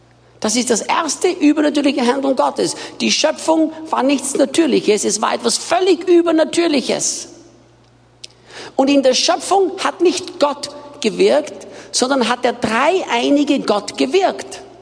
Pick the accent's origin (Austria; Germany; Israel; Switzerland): Austria; now in Brazil; für die, die mich nicht kennen. Ich bin Österreicher, bin in Österreich geboren und aufgewachsen